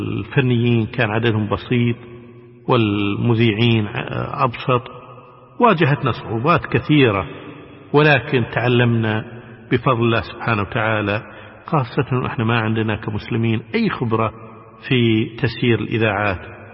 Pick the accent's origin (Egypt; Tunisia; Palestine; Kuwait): Kuwait; انتم من وين؟ نقول لهم احنا من الكويت